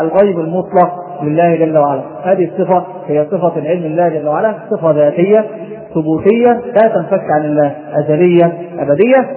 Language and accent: Arabic; Egypt; ناس عندنا في مصر